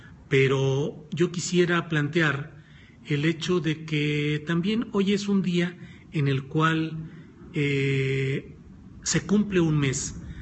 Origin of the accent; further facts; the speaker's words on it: Mexico; a mí esas comparaciones realmente me dan pena como mexicano.